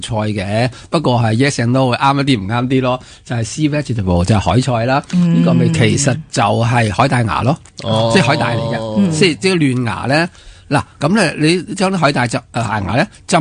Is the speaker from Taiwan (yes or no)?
yes; Taiwan; 我呢只咧就来自台湾嘅嗰啲外岛啊